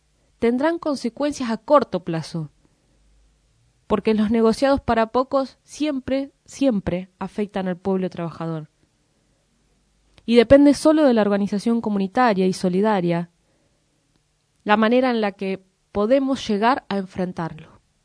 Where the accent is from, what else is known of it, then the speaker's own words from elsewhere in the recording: Moreno, Buenos Aires Province, Argentina; eso que vivimos todos los morenenses, pero también quienes somos parte de Zona Oeste